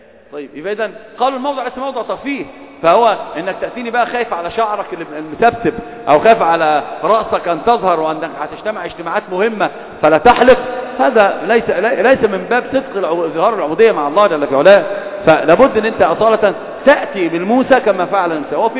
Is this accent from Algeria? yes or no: no; Upper Egypt, Egypt; هتعامل معك كصعيدي مع الصعيدة